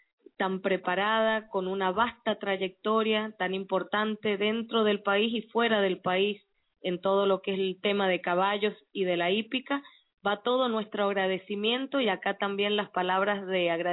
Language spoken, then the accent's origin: Spanish; Mendoza, Argentina; desde acá, desde Mendoza, que es de donde somos oriundos